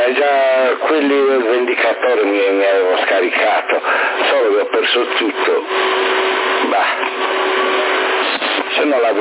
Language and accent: Italian; Sassari, Sardinia, Italy; Ehi, sono sassarese